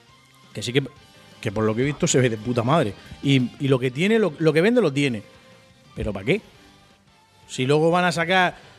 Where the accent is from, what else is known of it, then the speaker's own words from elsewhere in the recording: Murcia, Region of Murcia, Spain; Soy de Murcia, Halo. Español.